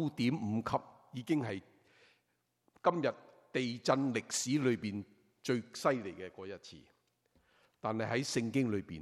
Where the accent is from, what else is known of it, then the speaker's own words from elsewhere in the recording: China; 我们中国人明白，年晚煎堆越炸怎么样？